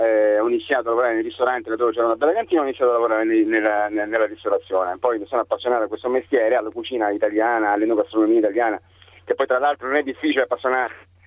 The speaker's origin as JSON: {"language": "Italian", "region": "Rio de Janeiro", "country": "Brazil", "tie": "born or raised there", "said": "Io sono di Rio, nativo di Rio"}